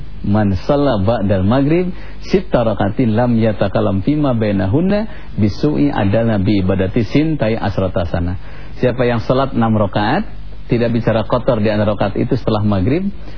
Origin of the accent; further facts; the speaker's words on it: West Java, Indonesia; Saya orang Sunda bu, jadi kadang-kadang gitu.